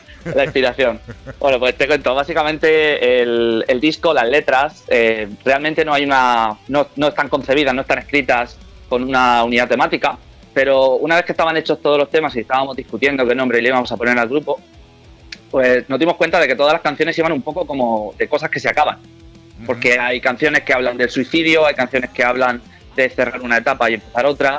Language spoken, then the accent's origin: Spanish; Valencian Community, Spain; Bueno, nosotros somos de la Vega Baja del Segura, o sea que aquí lo vamos a escuchar de mil maneras diferentes.